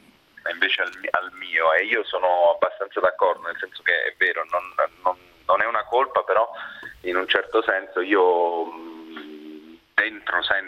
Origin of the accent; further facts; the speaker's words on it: Chieti, Abruzzo, Italy; also born or lived in Vasto; non sono nato ad Acitrullo, però sono nato a Chieti, cioè a Vasto, è cresciuto a Chieti, in Abruzzo, dove è ambientato il film.